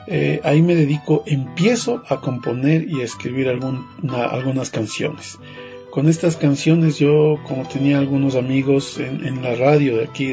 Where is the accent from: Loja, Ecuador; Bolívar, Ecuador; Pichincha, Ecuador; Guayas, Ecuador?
Pichincha, Ecuador; Quito; born there; yo nací en Quito y por causas y motivo de trabajo que mi papá era profesor de música en su tierra, en el Ángel Carchi, vinimos a vivir acá.